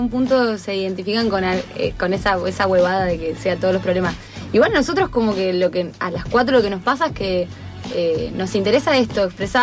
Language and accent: Spanish; Avellaneda, Buenos Aires Province, Argentina; also born or lived in Entre Ríos / Paraná; Nací en Avellaneda. A los 11 me fui a Entre Ríos. 12 años me fui a Entre Ríos. De Entre Ríos me fui a Paraná y de Paraná volví para acá. Esa es mi historia. Pero ahora vivo acá y alquilo en Avellaneda donde nací.